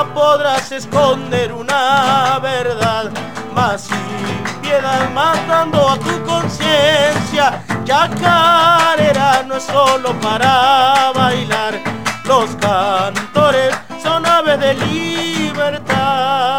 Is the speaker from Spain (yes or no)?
no; Andalgalá, Catamarca, Argentina; moved away; yo me tengo que venir de Andalgalá para ser profesional, para buscar un futuro, ¿me entendés? Y yo mismo me estoy pagando el edificio porque es de mi tierra